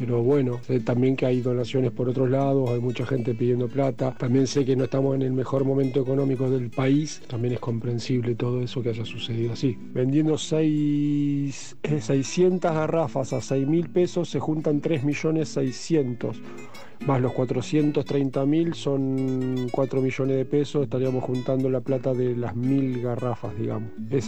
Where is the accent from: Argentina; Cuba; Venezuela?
Argentina; Santa Fe; yo soy de la ciudad de Santa Fe, capital